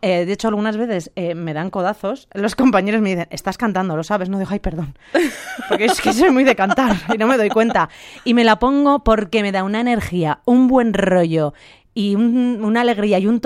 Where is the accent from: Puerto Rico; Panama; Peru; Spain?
Spain; Villares; ha estado en mi pueblo, en Villares.